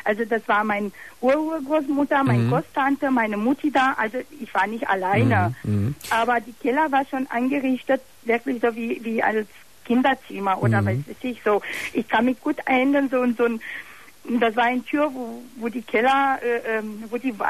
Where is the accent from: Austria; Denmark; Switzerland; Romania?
Romania; German is a second language; Ich komme aus Rumänien.